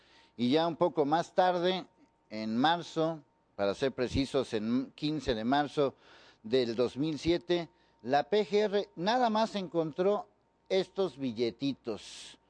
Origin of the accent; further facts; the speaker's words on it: Mexico; y como buenos chinos mexicanos que somos